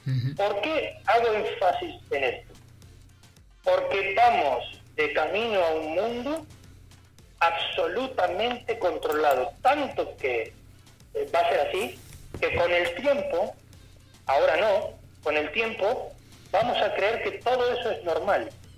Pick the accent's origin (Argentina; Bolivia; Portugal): Argentina; now in Spain; Pero ni siquiera Argentina mismo, siendo ser argentino.